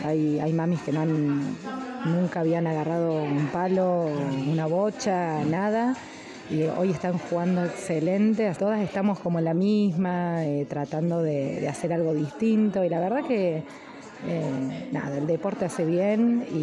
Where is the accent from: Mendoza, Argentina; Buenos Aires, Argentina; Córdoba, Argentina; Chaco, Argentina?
Córdoba, Argentina; Nono; soy de acá de Nono.